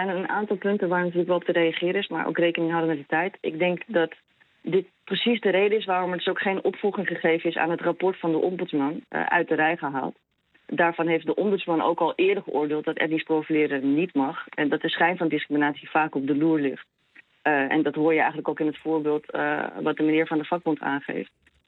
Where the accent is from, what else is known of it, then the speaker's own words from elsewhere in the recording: Netherlands; En ik vind ook echt dat we als Nederlanders van onze overheid mogen verwachten dat er niet gediscrimineerd wordt.